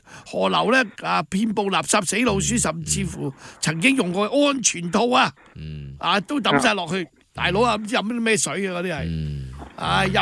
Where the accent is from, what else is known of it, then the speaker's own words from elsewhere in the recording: Hong Kong; 竟然告訴我們香港人，如果沒有大陸的支持，我們香港人吃屎